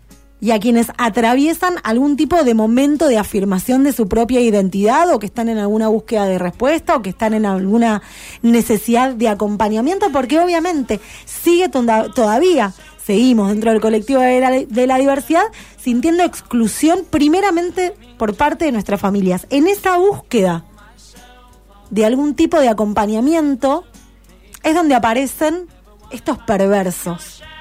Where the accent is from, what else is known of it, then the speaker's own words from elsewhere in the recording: Buenos Aires, Argentina; Yo, en ese momento, estaba viviendo en Buenos Aires. Mi infancia es en Buenos Aires.